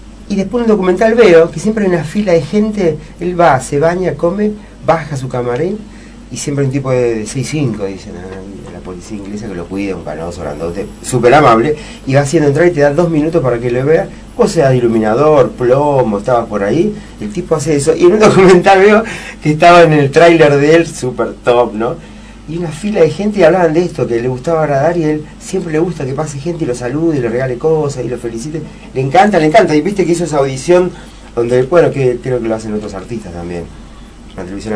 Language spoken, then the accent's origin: Spanish; Argentina; somos argentinos